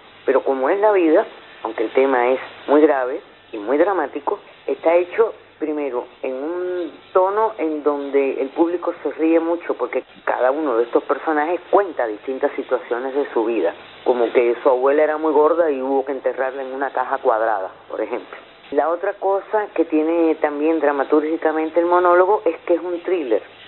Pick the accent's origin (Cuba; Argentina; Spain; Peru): Cuba; soy cubana, soy actriz